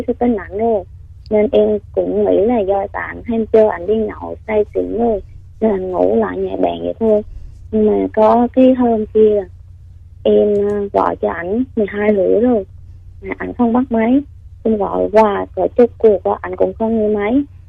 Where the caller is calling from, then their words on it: Gia Lai, Vietnam; em gọi tới từ Gia Lai chị.